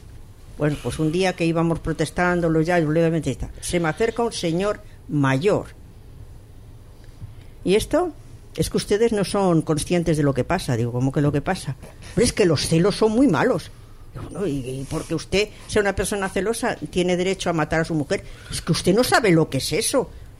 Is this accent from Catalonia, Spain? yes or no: yes; Barcelona, Catalonia, Spain; Yo soy de Barcelona, yo soy nacida en Barcelona y tengo familia allí.